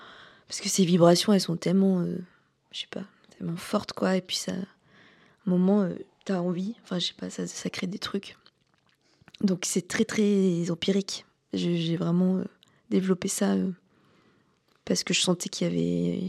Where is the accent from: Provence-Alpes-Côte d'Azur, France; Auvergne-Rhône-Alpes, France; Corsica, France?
Auvergne-Rhône-Alpes, France; J'ai grandi en Haute-Loire, dans le Massif central.